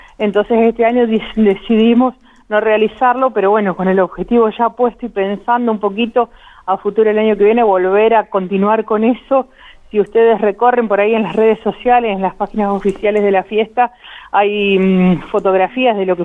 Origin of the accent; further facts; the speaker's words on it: Arata, La Pampa, Argentina; yo nací acá en Arata, fui alumna del colegio que organiza la fiesta